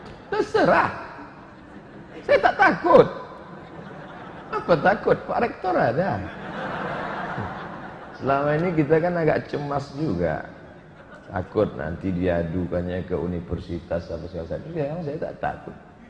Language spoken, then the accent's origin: Indonesian; Pekanbaru, Riau, Indonesia; Asal Kanbaru Riau